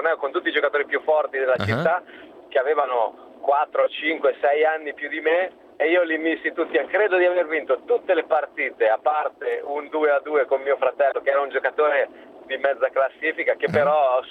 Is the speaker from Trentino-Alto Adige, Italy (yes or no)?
no; Perugia, Umbria, Italy; born there; perché io sono nato a Perugia